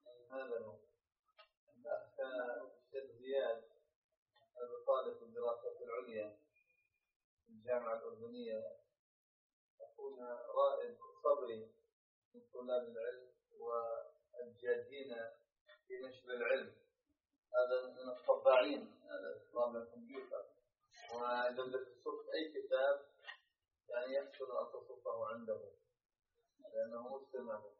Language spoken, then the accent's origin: Arabic; Ghana; من غانا طلاب العلم في الجامعة الأردنية